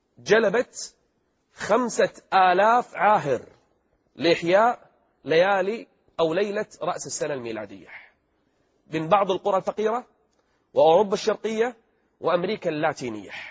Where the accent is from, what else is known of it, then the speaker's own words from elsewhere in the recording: Kuwait; أحد التجمعات السياسية الموجودة عندنا في الكويت